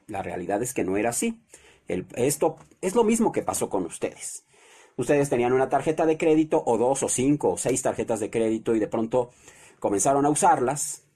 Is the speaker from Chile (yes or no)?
no; Mexico; algo tendremos que hacer de verdad como mexicanos